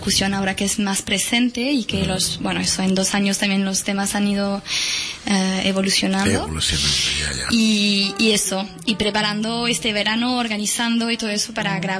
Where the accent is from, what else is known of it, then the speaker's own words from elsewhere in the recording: Cazeneuve-Montaut, Occitania, France; Yo soy de Toulouse, y bueno, exactamente de un pueblecito al sur oeste de Toulouse, que se llama Cazeneuve-Montaut.